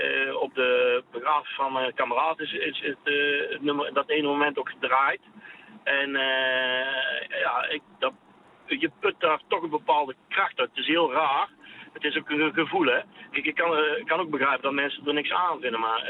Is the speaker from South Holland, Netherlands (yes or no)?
no; North Brabant, Netherlands; Ik kom uit Brabant en Amsterdam is een mooie stad.